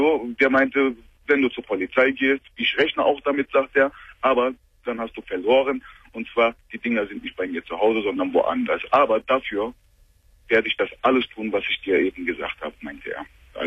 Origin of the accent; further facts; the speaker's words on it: Turkey; German is a second language; now in Germany; ich bin 39 Jahre alt. Mhm. Ursprünglich bin ich ein Türke, komme ich aus der Türkei.